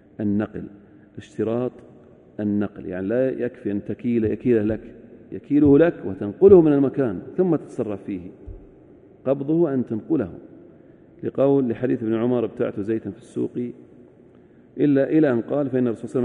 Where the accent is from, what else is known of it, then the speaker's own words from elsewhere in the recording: Al-Ahsa, Eastern Province, Saudi Arabia; لكن العد عندنا في الأحساء